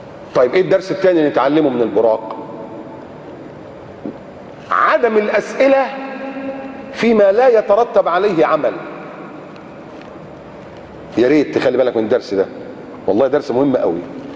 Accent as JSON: {"language": "Arabic", "country": "Egypt", "said": "نحن كمصريين"}